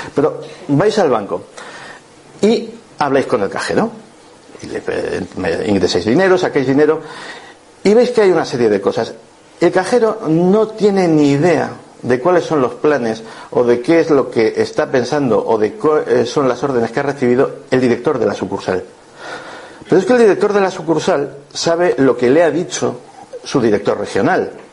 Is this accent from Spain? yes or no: yes; Spain; Esto que estáis viendo es una cosa que a nosotros como españoles nos atañe bastante